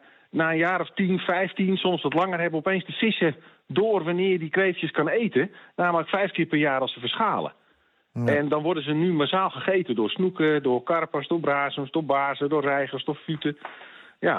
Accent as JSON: {"language": "Dutch", "country": "Netherlands", "said": "daar kunnen we als Nederlanders vaak heel erg moeilijk"}